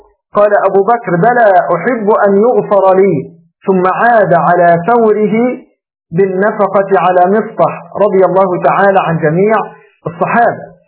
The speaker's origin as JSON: {"language": "Arabic", "country": "Egypt", "said": "كما تقول العامة عندنا في مصر"}